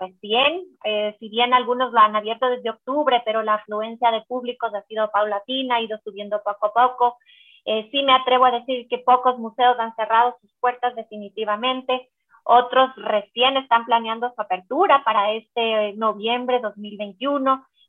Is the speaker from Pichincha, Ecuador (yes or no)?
yes; Quito, Pichincha, Ecuador; incluso nosotros como quiteños hemos podido hacer visitas a otros museos del mundo